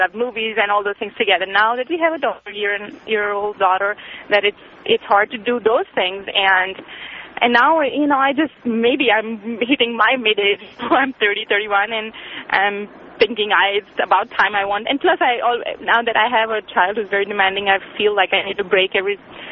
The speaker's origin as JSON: {"language": "English", "country": "India", "said": "Anyway, I'm from India, and I've called many times before."}